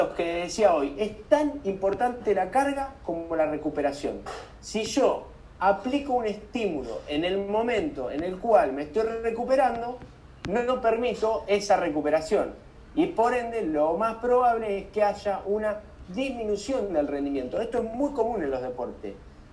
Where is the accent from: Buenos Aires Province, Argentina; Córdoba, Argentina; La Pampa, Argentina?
Buenos Aires Province, Argentina; Balcarce; yo soy de Balcarce, desde que yo vivía en Balcarce, es siempre el mismo recorrido.